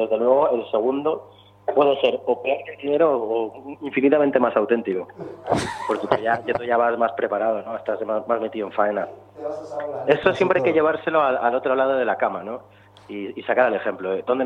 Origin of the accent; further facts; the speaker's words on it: Cantabria, Spain; desde Barcelona, desde Cantabria, mi tierra